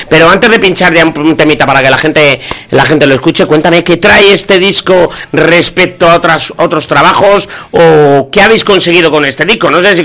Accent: Seville, Andalusia, Spain; Yo creo que la gente ya estaba empezando a saber que soy sevillano, ¿no?

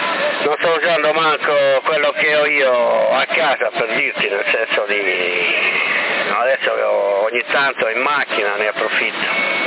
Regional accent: Sorso, Sardinia, Italy; Io sono di Sorso, non sono di Sassari.

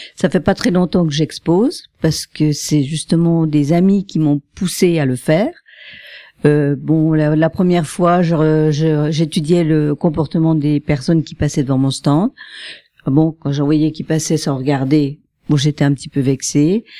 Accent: Épinal, Grand Est, France; moi je suis d'Épinal, donc j'ai le tarif des Spinaliens.

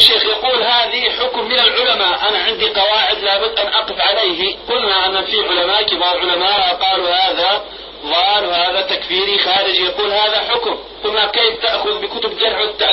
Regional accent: Jordan; ماذا تنصح الشباب هنا مثلا عندنا في الاردن؟

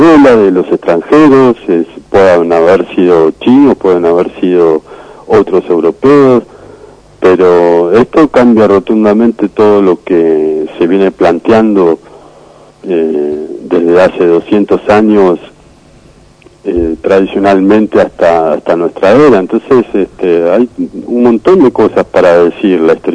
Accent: Argentina; nosotros como argentinos podamos derribar las barreras fronterizas

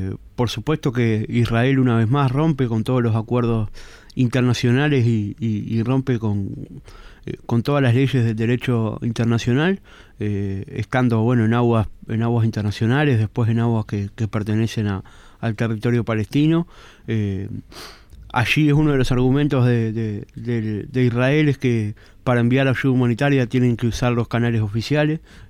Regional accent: Uruguay; ser parte de un Estado como el uruguayo, con un gobierno como el uruguayo

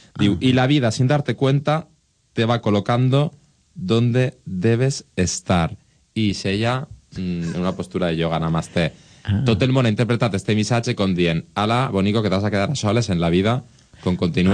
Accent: Valencian Community, Spain; Jo soc molt de la Safor, tu ja ho saps.

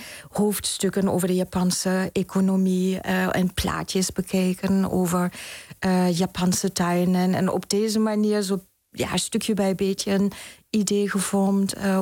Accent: Berlin, Germany; accent: German; Dutch is a second language; moved away as an adult; now in Netherlands; Ik ben in Duitsland geboren en in Oost-Berlijn opgegroeid. Maar woon ondertussen al bijna 24, 25 jaar in Nederland.

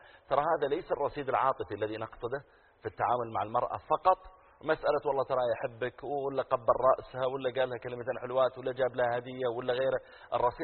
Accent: Eastern Province, Saudi Arabia; also born or lived in Riyadh; وأنا من أهل الرياض، لكن ربوت هناك ويبدو أن طبيعة المناطق البحرية يصير عندهم مثل كذا

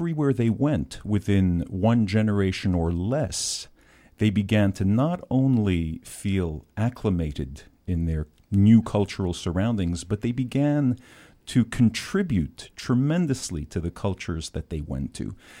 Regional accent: Casablanca, Casablanca-Settat, Morocco; Well, I was born in Casablanca during the time of the French protectorate, and so I grew up listening to music of many different cultures

